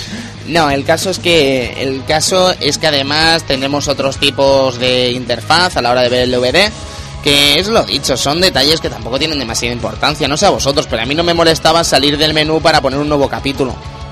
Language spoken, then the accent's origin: Spanish; Madrid, Community of Madrid, Spain; No me acuerdo, yo soy de Madrid, chacho.